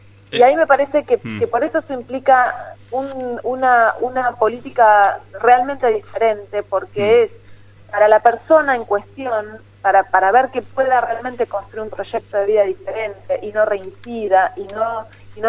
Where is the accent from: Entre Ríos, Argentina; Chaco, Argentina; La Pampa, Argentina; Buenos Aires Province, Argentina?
Buenos Aires Province, Argentina; Morón; yo soy de Morón, y en Morón hace ya varios años también armamos un programa local